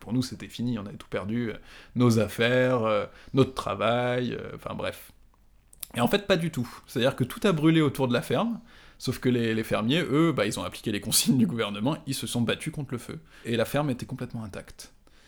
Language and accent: French; France; j'ai bénéficié aussi du fait que j'étais français.